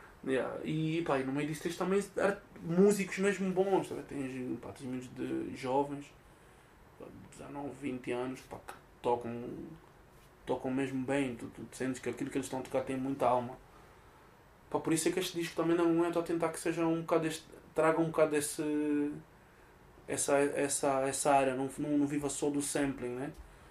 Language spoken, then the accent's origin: Portuguese; Cuba; also born or lived in Angola; now in Portugal; Eu nasci em Cuba, fui para Angola, vivi em Angola durante 2 anos, depois voltei para Cuba durante mais uns 3, 4 anos e depois vim cá para Portugal.